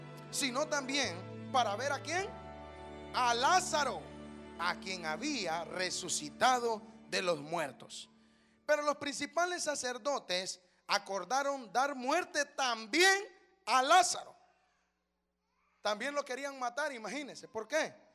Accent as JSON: {"language": "Spanish", "country": "Honduras", "said": "Me siento mexicano, me siento guatemalteco, me siento salvadoreño, pero soy hondureño, ¿qué le voy a hacer?"}